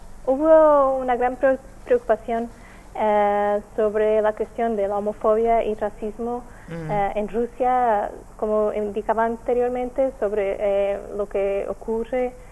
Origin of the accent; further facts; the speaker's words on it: Portugal; Spanish is a second language; Yo soy portuguesa.